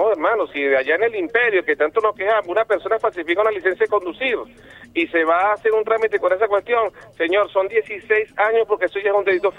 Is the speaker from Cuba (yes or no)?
no; Venezuela